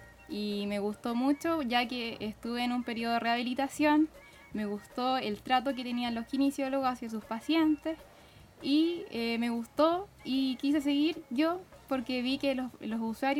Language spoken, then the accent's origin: Spanish; Talcahuano, Biobío, Chile; Yo soy de Talcahuano.